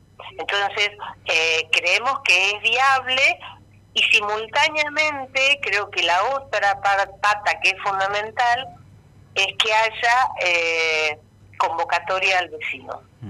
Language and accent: Spanish; Argentina; como somos los argentinos.